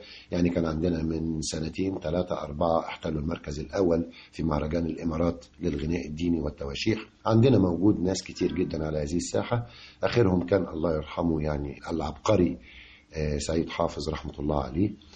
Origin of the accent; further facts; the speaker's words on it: Egypt; هي الجذور هي أصل الشجرة الحقيقية عندنا في مصر